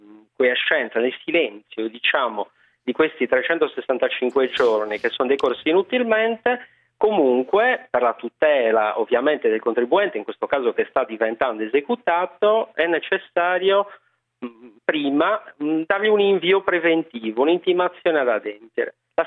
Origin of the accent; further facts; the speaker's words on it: Sardinia, Italy; Esatto, sardo verace.